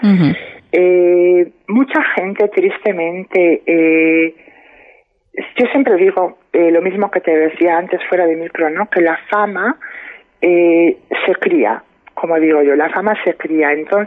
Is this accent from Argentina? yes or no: no; Padrón, Galicia, Spain; Yo he tenido que salir con 18 años, 19 años, me fui de Padrón. Me fui a Santiago, empecé a vivir mi vida sola